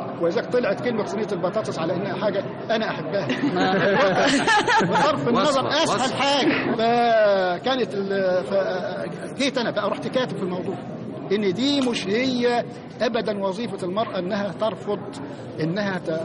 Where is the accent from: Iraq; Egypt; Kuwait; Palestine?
Egypt; يعني جه في وقت من الاوقات عندنا في مصر